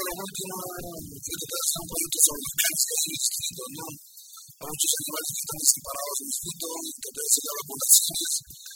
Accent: Carmen de la Legua, Callao, Peru; born there; yo nací en Carmen de la Legua

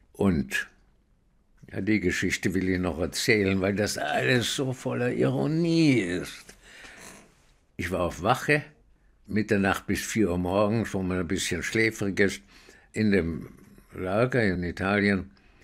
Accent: Austria; Und ich sagte, nee, ich bin aus Österreich.

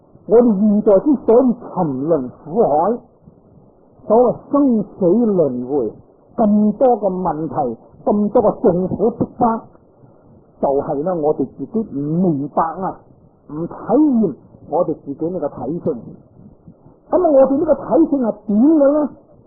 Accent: China; 我哋中国人都系属于矮仔之一类所涉噶啦

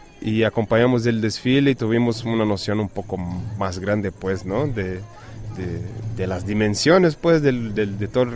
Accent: Brazil; now in Mexico; brasileño, pronto mexicano, pronto brasileño mexicano, y soy miembro de Jóvenes en Resistencia Alternativa, JRA. Bueno, llegando aquí a la comunidad de Miauchichán o algo así, pues llegando aquí al 17 aniversario de la CRAC. Yo como, aunque haya estado como 5 años en México, voy a cumplir 5 años

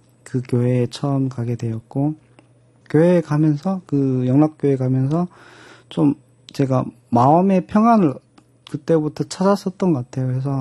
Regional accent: North Korea; accent: North Korean dialect; now in South Korea; 지금은 제가 그 사투리를 일부러 많이 사용하고 그러거든요. 근데 그때는 내가 북한 사람이라는 걸 그 티를 안 내려고

